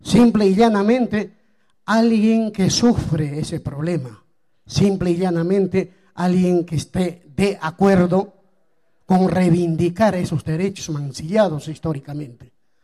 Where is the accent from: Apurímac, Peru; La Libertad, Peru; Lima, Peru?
Apurímac, Peru; Vengo del departamento de Apurímac.